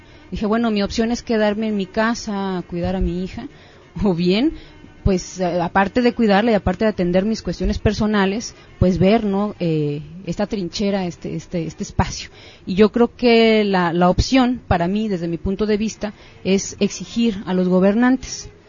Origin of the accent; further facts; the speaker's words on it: Monterrey, Nuevo León, Mexico; yo nací aquí en Monterrey. Nací y toda mi vida he vivido en la colonia del fraccionamiento Buenos Aires.